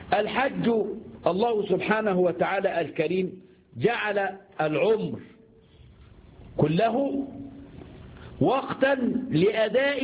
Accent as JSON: {"language": "Arabic", "country": "Egypt", "said": "عندنا في مصر يقول لك الصحة فل وبيأكل سمنة بلدي"}